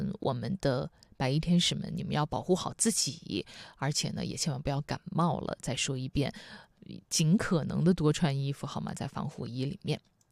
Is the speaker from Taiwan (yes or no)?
no; Wuhan, Hubei, China; 去到了我的家乡武汉